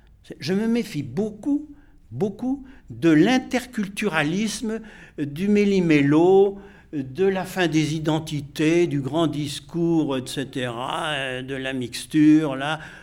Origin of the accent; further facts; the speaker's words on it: Normandy, France; ce que j'avais vécu moi dans mon enfance dans la Normandie du Cotentin, une Normandie très catholique, très ritualiste